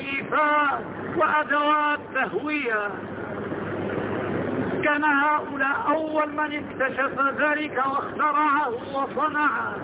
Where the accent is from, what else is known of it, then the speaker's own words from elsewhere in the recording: Morocco; وهذه القصور عندنا في المغرب، ودخلتها ونزلت فيها وأقمت فيها الأسابيع